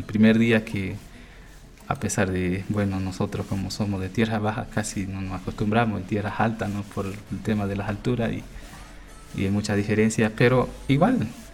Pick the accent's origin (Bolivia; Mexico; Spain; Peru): Bolivia; Así como ustedes a nosotros como pueblo que somos bolivianos, ¿no?